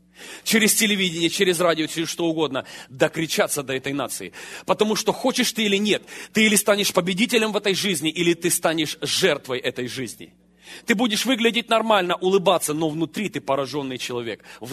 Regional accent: Ukraine; я рос на Украине на улице, а на улице жесткие законы.

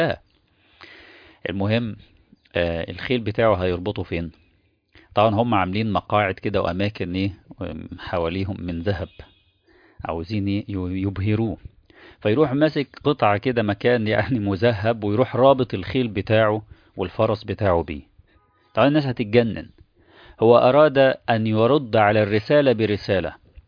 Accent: Egypt; من وجهة نظرنا احنا كمصريين

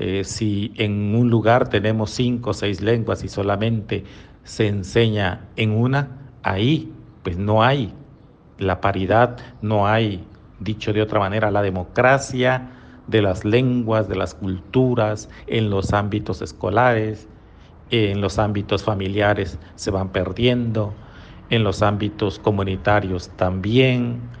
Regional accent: Mexico; En mi país, en México, que ahora se llama así, pero antes de que se llamara México, tenía alrededor de 500 lenguas originarias

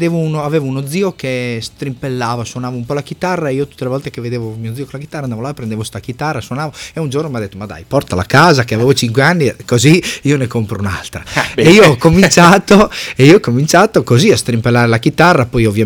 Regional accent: Reggio Emilia, Emilia-Romagna, Italy; Sì, vengo da Reggio Emilia, si sentirà anche un po' dal mio accento.

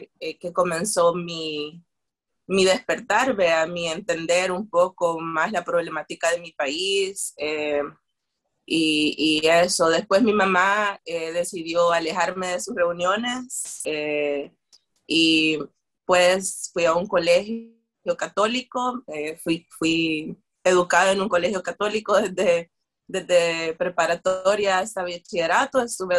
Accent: San Marcos, San Salvador, El Salvador; born there; Yo nací en San Marcos, y hay una parte ahí de mi niñez que está un poco borrosa

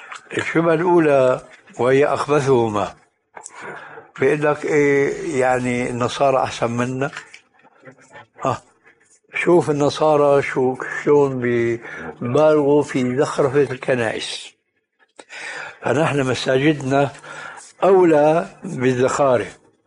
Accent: Syria; هذه عندنا في الشام تسمى بالصاية

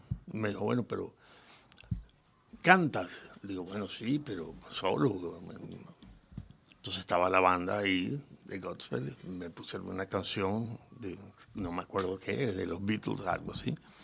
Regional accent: Valencia, Carabobo, Venezuela; also born or lived in Caracas; Nací en Caracas, Venezuela. Sí, y mi niñez fue una niñez muy afortunada. Por el hecho de que, aunque nací en Caracas, vivíamos en Valencia, una ciudad del interior.

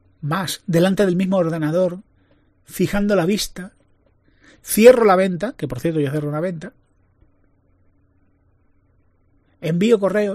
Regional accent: Spain; Soy español, soy mediterráneo.

